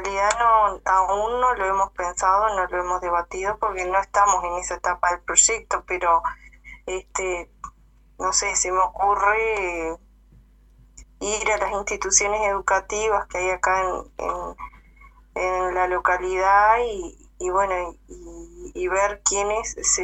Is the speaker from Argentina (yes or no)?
no; Cerro Colorado, Florida, Uruguay; somos un grupo de la localidad acá de Cerro Colorado porque no somos de Florida, sino que de un pueblo de Cerro Colorado.